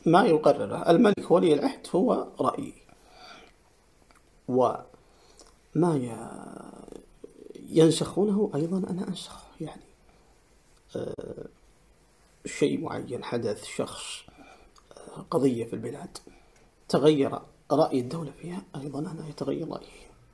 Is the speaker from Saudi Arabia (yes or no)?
yes; Saudi Arabia; نحن كسعوديين تربينا منذ نعومة أظفارنا على الولاء